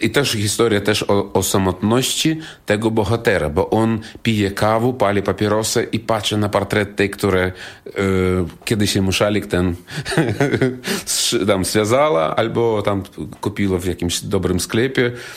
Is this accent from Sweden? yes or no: no; Belarus; Jestem z Białorusi, białoruski artysta, skromny, legendarny, charyzmatyczny.